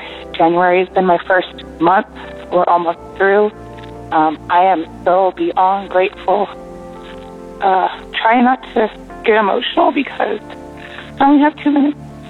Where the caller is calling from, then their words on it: Oregon, United States; I'm calling from Oregon.